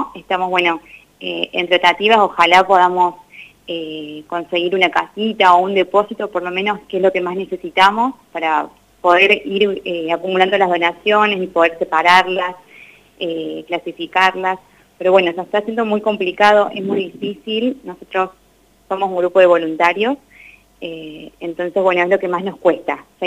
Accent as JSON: {"language": "Spanish", "region": "Córdoba", "country": "Argentina", "moved": "as an adult", "lives_now": "Santa Rosa, Argentina", "said": "yo soy de Córdoba, así que me vine hace 3 años a vivir a La Pampa"}